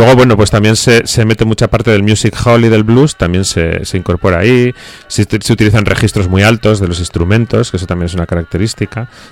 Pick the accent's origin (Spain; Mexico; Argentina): Spain; Bilbao, Basque Country; Nosotros no bailamos, somos de Bilbao, pero...